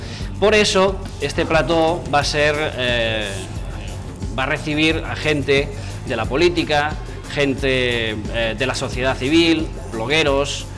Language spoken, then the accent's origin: Spanish; Catalonia, Spain; soy periodista, soy catalán